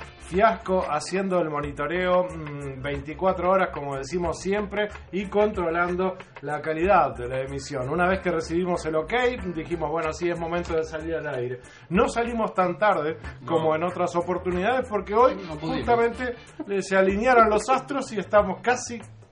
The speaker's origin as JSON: {"language": "Spanish", "country": "Uruguay", "said": "Y yo creo que no debemos, como uruguayos."}